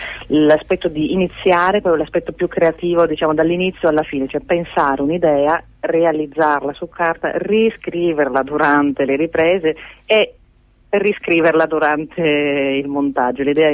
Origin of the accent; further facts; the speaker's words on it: Gorizia, Friuli-Venezia Giulia, Italy; also born or lived in Trieste; io sono di Gorizia, nata a Trieste